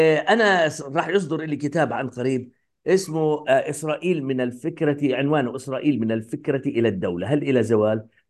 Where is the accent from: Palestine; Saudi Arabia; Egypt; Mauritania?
Palestine; يعني انا قد يكون انا كفلسطيني